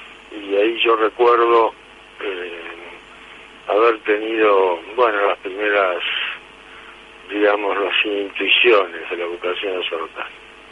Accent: Buenos Aires, Argentina; born there; also born or lived in Navarra / Rome; Bueno, yo nací en Buenos Aires y lo normal que hace todo chico de colegio y estas cosas.

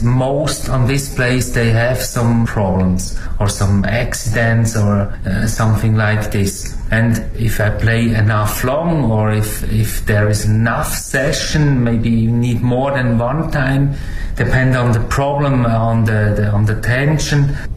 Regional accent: Switzerland; English is a second language; moved away as an adult; now in China; from Switzerland. Stay now 5 years in China.

